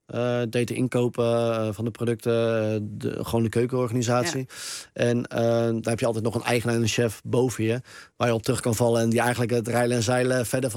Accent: Harderwijk, Gelderland, Netherlands; Ik kom ook uit Harderwijk.

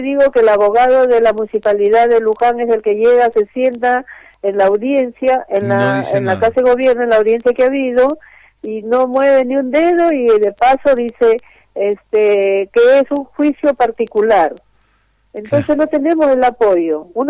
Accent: Peru; now in Argentina; siempre nos discriminan porque somos peruanos

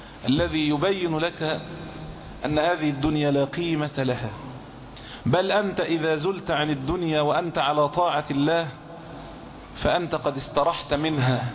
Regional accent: Egypt; يعني الجنيه عندنا في مصر يساوي 100 قرش

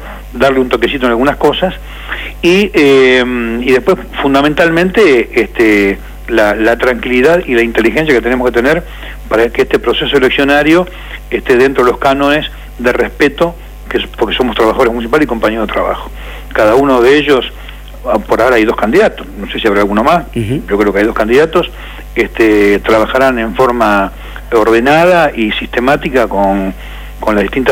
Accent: Avellaneda, Buenos Aires Province, Argentina; Yo soy del centro de Avellaneda

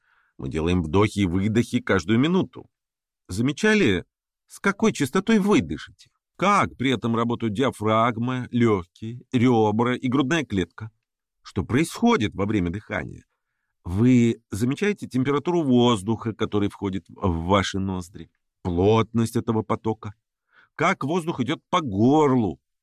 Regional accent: Chukotka Autonomous Okrug, Russia; Мое детство прошло на Чукотке, поэтому в школу я часто ходил полярной ночью, в метели, пронизывающий мороз.

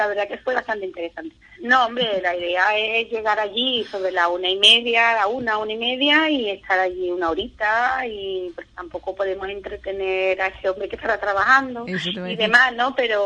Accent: Andalusia, Spain; somos los andaluces, nos gusta mucho la cerveza

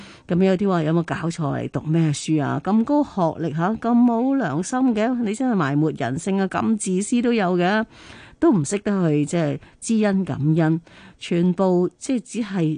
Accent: China; 我哋中国人成日讲嗬，亲生仔不如近身前啊！

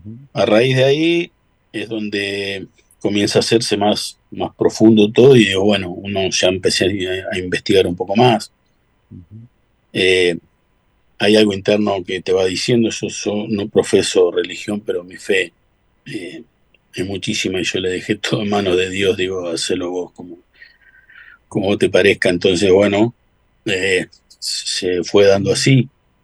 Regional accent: Las Rosas, Santa Fe, Argentina; also born or lived in Rosario; Cuando regreso que hago un regreso desde de Rosario a mi pueblo, a Las Rosas.

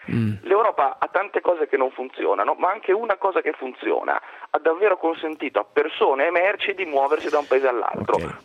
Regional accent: Genoa, Liguria, Italy; Sono genovese, ho vissuto in una città bloccata per 5 giorni.

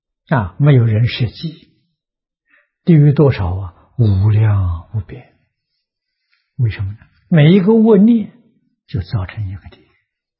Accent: China; 我们中国人讲七情五欲之染污

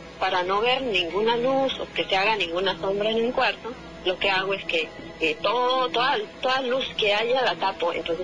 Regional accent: Hidalgo, Mexico; cuando yo vivía en casa de mis papás, yo soy de Hidalgo. Vivía en casa de mis papás, yo era más chica.

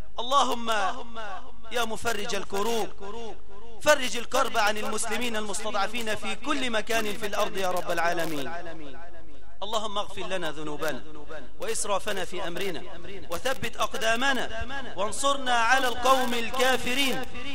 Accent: Egypt; اللهم إنا نسألك أن تجعل بلدنا مصر هذا أمنا أمانا رخاء مطمئنا

